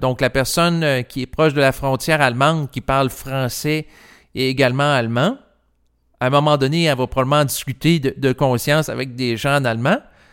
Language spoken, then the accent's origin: French; Quebec, Canada; born there; moi, je suis né au Québec et j'ai pas à changer d'endroit et je l'apprécie.